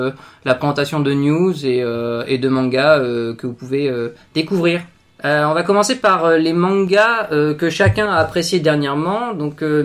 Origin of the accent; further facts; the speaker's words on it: Normandy, France; je suis Normand et je suis Community Manager sur Paris.